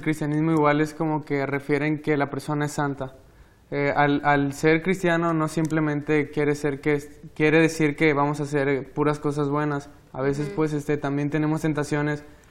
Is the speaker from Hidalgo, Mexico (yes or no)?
no; Tabasco, Mexico; estudio segundo año de medicina y vengo del estado de Tabasco.